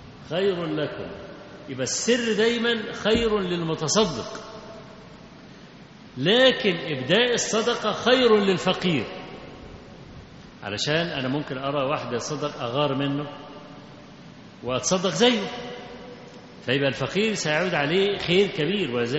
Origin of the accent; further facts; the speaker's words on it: Kafr El Sheikh, Kafr El Sheikh Governorate, Egypt; القطر اللي عندنا في كفر الشيخ يعني